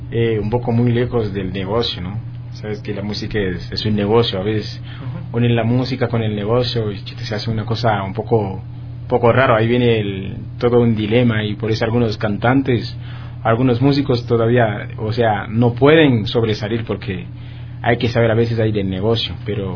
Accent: Haiti; Spanish is a second language; yo soy de Haití

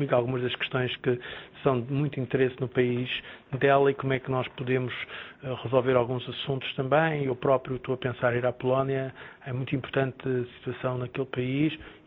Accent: Portugal; Dito isto, toda a gente sabe que eu sou português.

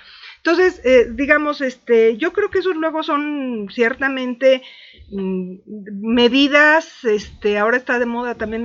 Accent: Mexico; Soy mexicana, entonces.

